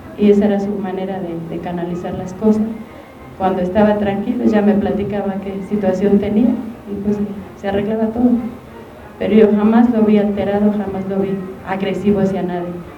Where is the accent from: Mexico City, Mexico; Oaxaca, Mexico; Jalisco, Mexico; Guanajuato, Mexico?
Mexico City, Mexico; Xochimilco; Yo soy de Xochimilco. Cuando yo era chica vivía en Xochimilco y era una zona rural.